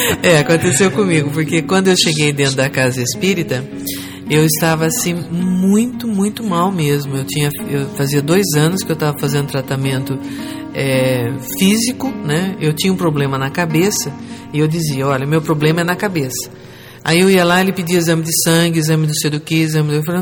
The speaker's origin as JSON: {"language": "Portuguese", "town": "Jacareí", "region": "São Paulo", "country": "Brazil", "said": "Eu sou daqui de Jacareí, eu sou daqui do Vale mesmo."}